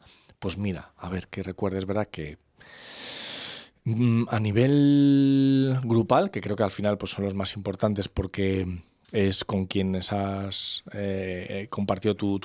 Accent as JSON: {"language": "Spanish", "town": "Torrejón de Ardoz", "region": "Community of Madrid", "country": "Spain", "said": "porque yo soy de Torrejón de Ardoz"}